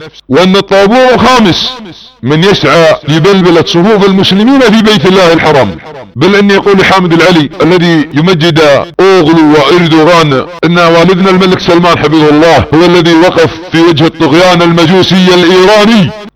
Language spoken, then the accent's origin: Arabic; Saudi Arabia; ابناء وطني في المملكة العربية السعودية